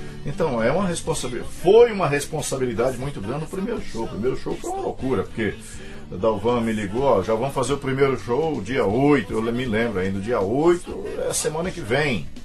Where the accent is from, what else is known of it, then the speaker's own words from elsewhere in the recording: Paraná, Brazil; Sou paranaense.